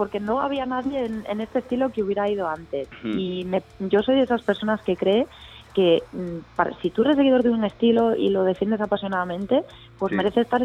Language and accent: Spanish; Galicia, Spain; now in Madrid, Spain; sí, somos todos de Galicia